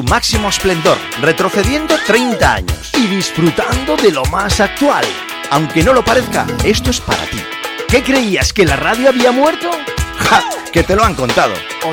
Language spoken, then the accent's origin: Spanish; Spain; porque así somos los españoles, asumimos cualquier fiesta.